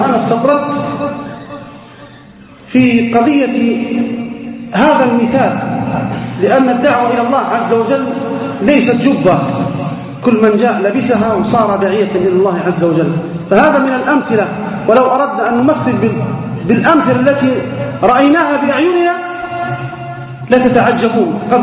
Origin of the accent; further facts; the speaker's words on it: Libya; لجماعة الإسلامية المقاتلة عندنا في ليبيا